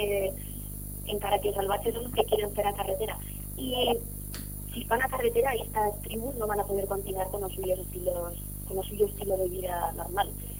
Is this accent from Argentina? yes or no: no; Bolivia; es que ahora soy tornada de la Amazonía boliviana